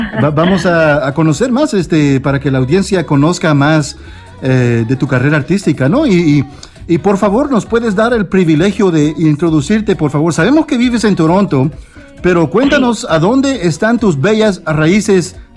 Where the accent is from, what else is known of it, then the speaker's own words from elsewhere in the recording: El Salvador; Yo también soy de El Salvador